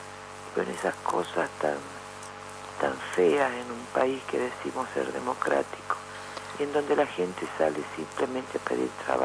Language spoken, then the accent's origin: Spanish; Ledesma, Jujuy, Argentina; Lo digo yo porque yo soy de acá, de Ledesma. Yo soy de Ledesma, he vivido toda mi vida acá. En este momento estoy en San Salvador de Jujuy por mi función gremial, pero tengo toda mi familia acá.